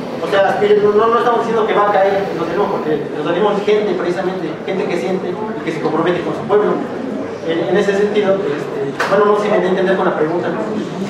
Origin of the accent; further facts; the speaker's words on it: Puebla, Mexico; nosotros venimos de Puebla, de hecho nos organizamos para poder venir.